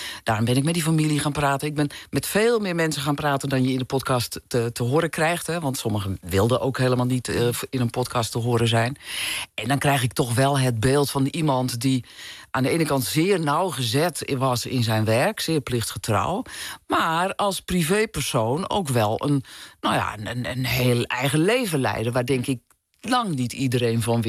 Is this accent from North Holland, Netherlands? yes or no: yes; North Holland, Netherlands; ik kom zelf ook uit een wat kleiner dorp, in Noord-Holland, waar ik ben opgegroeid.